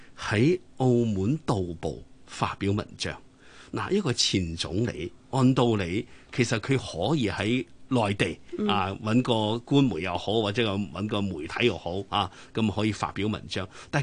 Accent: China; 咁呢個當然好顯然咧係通常我哋中國人嘅傳統

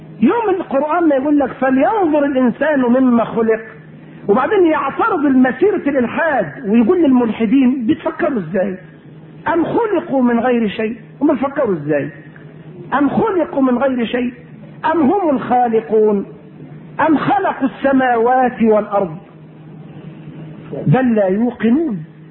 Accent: Egypt; احنا مصريين اهل نكتة، طبيعتنا كده، الطبيعة المصرية للأسف فيها يعني النكتة كده

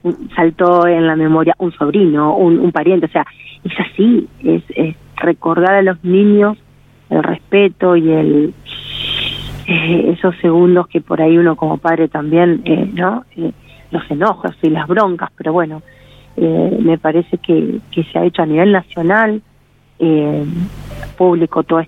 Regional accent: Santa Rosa, La Pampa, Argentina; also born or lived in Santa Fe; vengo de Santa Rosa, La Pampa. Son muchos años acá, más de 37 años viviendo acá. Mi papá me trajo de Santa Fe

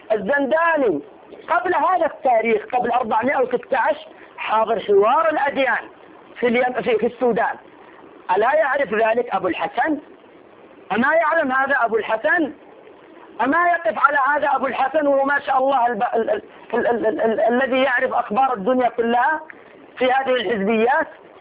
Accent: Saudi Arabia; عندنا في السعودية نحن

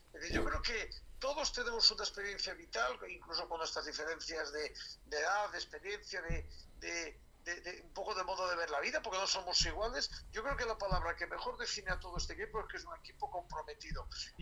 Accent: Galicia, Spain; moved away as an adult; now in Madrid, Spain; pues ya toda la vida pues de un gallego en Madrid pues que ha ejercido o que ejerce el derecho pues como puede, como sabe

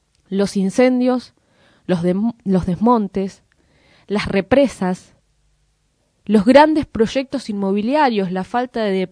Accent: Moreno, Buenos Aires Province, Argentina; eso que vivimos todos los morenenses, pero también quienes somos parte de Zona Oeste

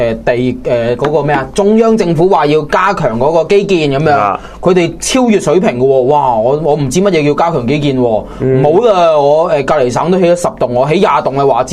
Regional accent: Hong Kong; 我哋香港人咧，咁样讲嘅

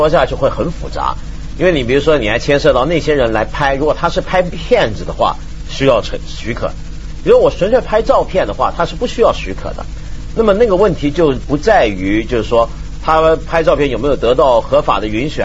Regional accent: China; 这还不叫我们中国人长威风吗？

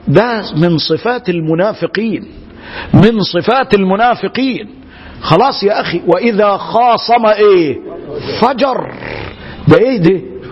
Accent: Egypt; زي ما بيقولوا عندنا في مصر

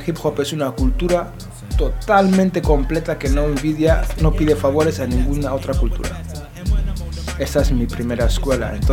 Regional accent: Bilbao, Basque Country, Spain; Ahora mi familia vive ahí. Cuando crecí en Bilbao, crecí más por la zona de Iturribide.

